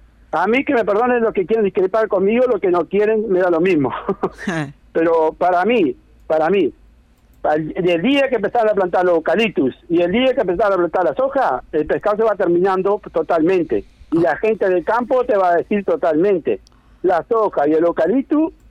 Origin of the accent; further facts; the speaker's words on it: Libertad, San José, Uruguay; now in Kiyú, Uruguay; Yo soy de Libertad. Y de Libertad me trasladé para Quillú acá.